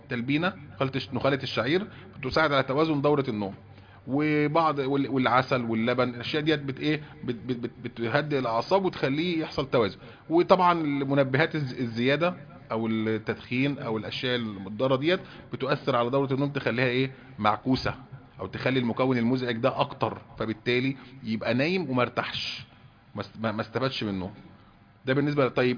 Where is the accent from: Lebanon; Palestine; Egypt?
Egypt; هو دوت برضه منتشر جدا عندنا في مصر